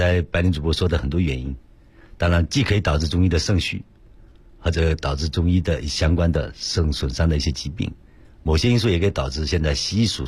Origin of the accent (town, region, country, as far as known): China